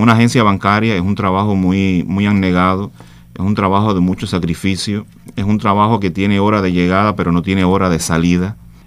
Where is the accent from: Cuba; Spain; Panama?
Cuba; Jagüeyal, Ciego de Ávila; en Jagüeyal me crié desde niño, hice mi primaria, mi secundaria, mis primeros años de trabajo en Venezuela, viajaba para Jagüeyal.